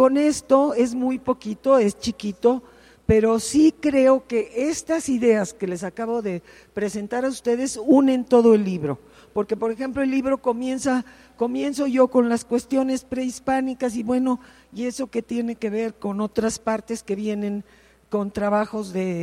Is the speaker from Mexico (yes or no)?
yes; Mexico; Bueno, primero que nada somos todas mexicanas.